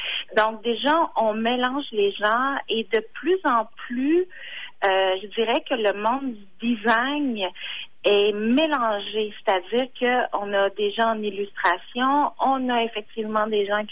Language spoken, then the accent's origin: French; Quebec City, Quebec, Canada; now in Montreal, Canada; C'est que moi, je suis native de Québec, mais ça a été fondé à Montréal.